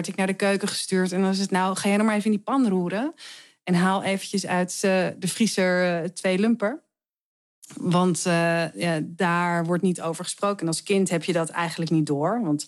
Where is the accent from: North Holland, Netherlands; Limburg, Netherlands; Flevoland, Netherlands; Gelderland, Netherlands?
North Holland, Netherlands; Heemskerk; Ik groeide op in Heemskerk.